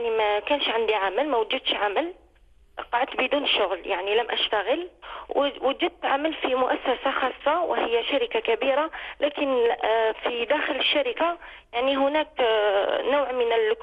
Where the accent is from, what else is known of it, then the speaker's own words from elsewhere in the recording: Algeria; moved away as an adult; now in France; أنا هاجرت من الجزائر إلى فرنسا.